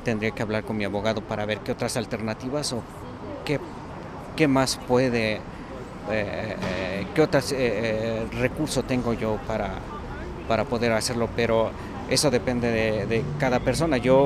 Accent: Mexico; moved away; yo salí de México por cuestiones de seguridad

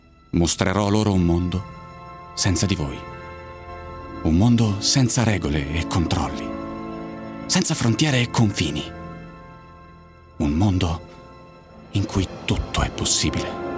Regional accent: Milan, Lombardy, Italy; Ho 32 anni e sono di Milano.

